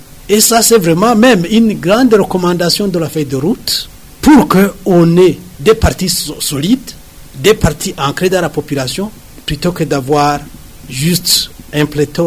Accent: Burundi; On est Burundais avant tout. Et on est Burundais après toute cette histoire-là de différence, de division, de tralala.

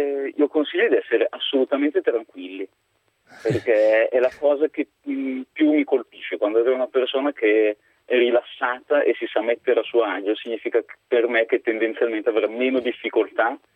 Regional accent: Como, Lombardy, Italy; Per me che sono di Como sì, esistono, sono anche abbastanza importanti.

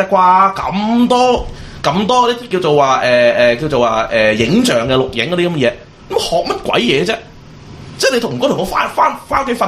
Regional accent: Hong Kong; 今次我覺得我哋香港人純粹一樣嘢就應該就話我哋喺香港去做一個 support

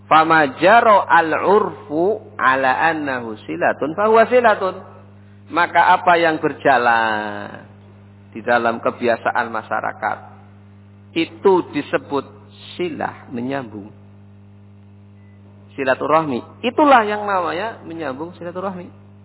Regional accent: Java, Indonesia; Nah, bahasa kita wong Jawa.

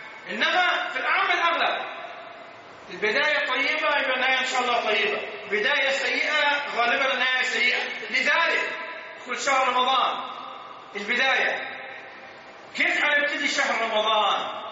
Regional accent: Egypt; الأحوال في بلدنا مصر في غاية الصعوبة، في قمة الصعوبة

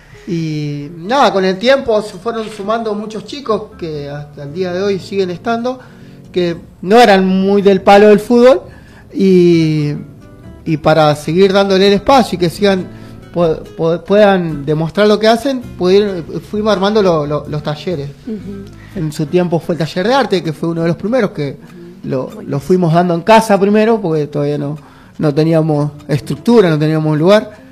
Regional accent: Alto Verde, Santa Fe, Argentina; Nosotros somos de Alto Verde.

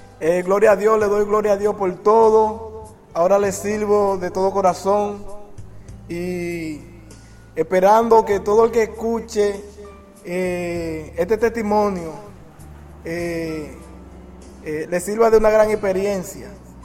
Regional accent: Barahona, Dominican Republic; llegué al sitio donde iba, de Barahona, que es mi sitio, mi tierra natal, hasta Samaná.

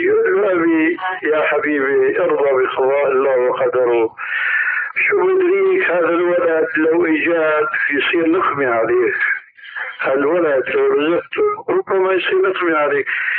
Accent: Syria; هيك كما يقولون عندنا في سوريا

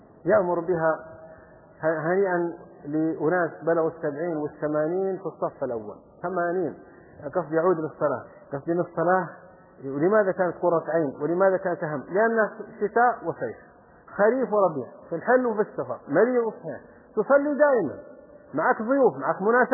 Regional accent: Saudi Arabia; يقولوا في بلدة عندنا في السعودية كان ينبهون على الناس

